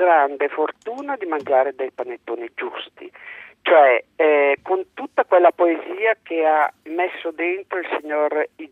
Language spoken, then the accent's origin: Italian; Lombardy, Italy; now in Parma, Italy; Io sono, abito a Parma ma sono lombarda, e un po' per l'età